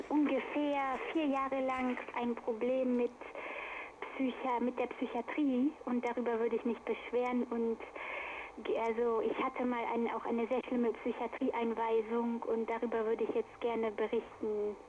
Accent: Düren, North Rhine-Westphalia, Germany; also in meiner Heimatstadt Düren, fing diese Qual an.

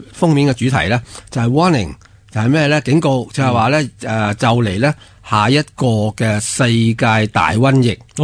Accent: Hong Kong; 咁、我哋而家香港人点样振作奋发？我哋香港人点样突发？

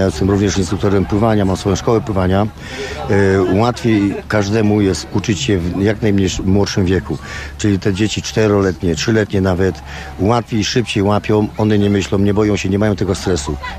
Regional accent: Słupsk, Pomeranian Voivodeship, Poland; instruktor narciarstwa zjazdowego. Jestem ze Słupska.

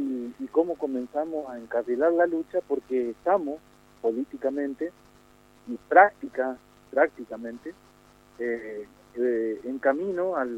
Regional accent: Quitilipi, Chaco, Argentina; sabido es que nosotros somos de Chaco, estamos en una localidad que se llama Quitilipe

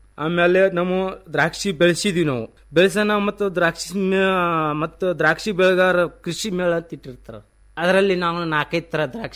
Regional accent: Honniyala, Karnataka, India; Sir, ನಮ್ಮೂರು ಹೊನ್ನಿಯಾಳ.

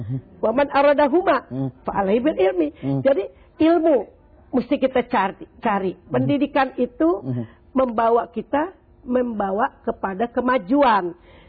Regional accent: Jakarta, Indonesia; Ya dulu saya kan orang Betawi nih ya

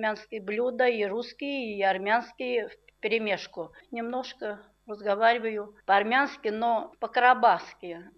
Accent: Saratov Oblast, Russia; born there; Родилась в Саратовской области, в семье хороших людей.

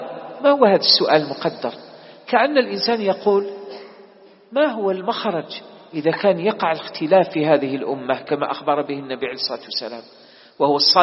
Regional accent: Algeria; انتبهوا يا إخوان، بلدنا الجزائر مستهدفة

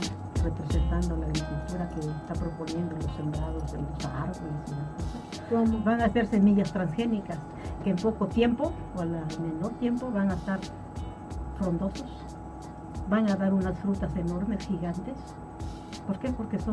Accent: Guerrero, Mexico; incluso yo soy de Guerrero

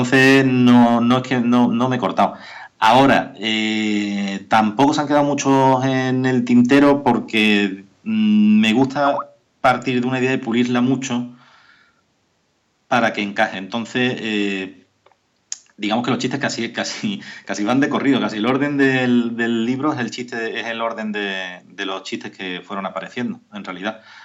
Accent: Algeciras, Andalusia, Spain; Pues yo soy de Algeciras, siempre tiene gracia.

